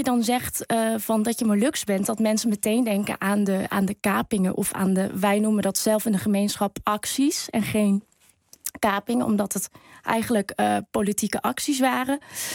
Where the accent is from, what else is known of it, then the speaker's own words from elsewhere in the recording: Oosterwolde, Friesland, Netherlands; Ik ben zelf opgegroeid in Friesland, in Oosterwolde. Dat ligt daar ongeveer 18 kilometer vandaan.